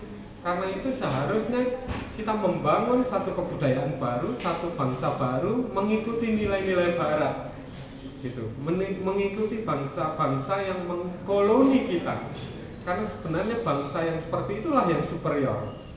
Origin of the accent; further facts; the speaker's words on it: Yogyakarta, Special Region of Yogyakarta, Indonesia; misalnya saya orang Jogja, gitu, tapi saya agak curiga dengan ide keistimewaan sebenarnya.